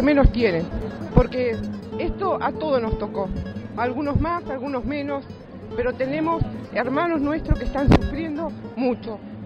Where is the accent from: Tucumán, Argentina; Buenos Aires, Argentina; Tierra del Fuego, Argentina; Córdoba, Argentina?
Tierra del Fuego, Argentina; así que vengo de Tierra del Fuego.